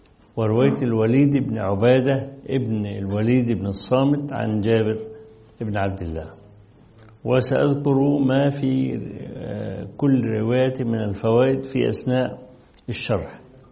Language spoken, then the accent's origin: Arabic; Egypt; وصل حتى إلى الإسكندرية عندنا في مصر